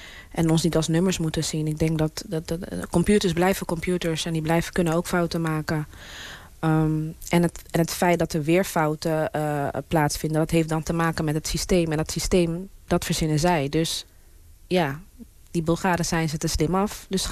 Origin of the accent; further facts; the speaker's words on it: Rotterdam, South Holland, Netherlands; ik kom uit een welgesteld gezin. Ik ben opgegroeid in Rotterdam. Hilgersberg is eigenlijk de Oud-Zuid van Rotterdam. Mijn vader had horecazaken, mijn moeder is maatschappelijk werker.